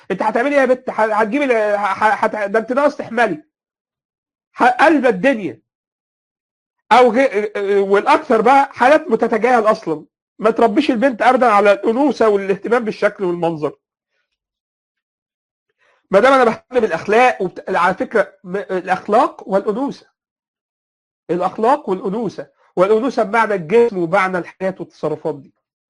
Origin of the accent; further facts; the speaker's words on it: Egypt; يعني تلاقي مثلا فكر دخل منين يا جماعه عندنا في مصر